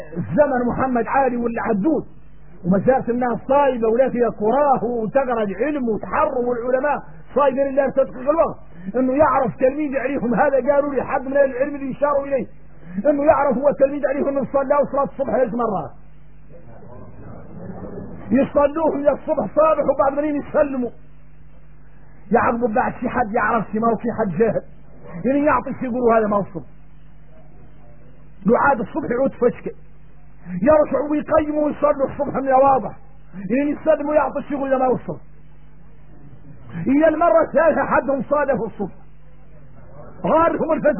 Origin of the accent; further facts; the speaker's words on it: Mauritania; احنا موريتاني ان الشمس طاح في البحر